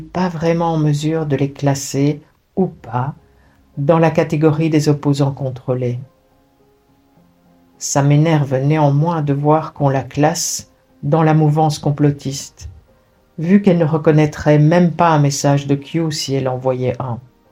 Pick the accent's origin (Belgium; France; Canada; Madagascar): Belgium; Ils sont même venus jusque chez nous en Belgique pour s'occuper de notre opposition contre les Belges une fois.